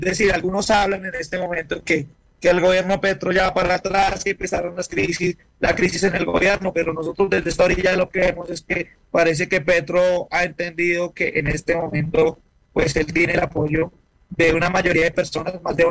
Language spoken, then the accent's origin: Spanish; Colombia